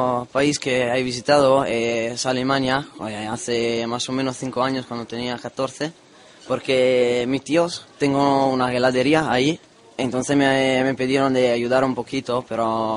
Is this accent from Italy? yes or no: yes; Veneto, Italy; Yo soy de Italia, del norte de Italia, la misma provincia de Venecia.